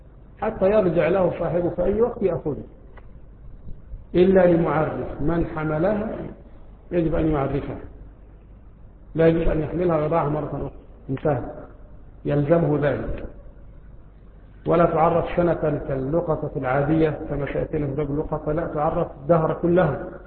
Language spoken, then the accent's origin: Arabic; Egypt; مثل رائحة النعناع عندنا في مصر، وهو يشبه الرعراع عندنا في مصر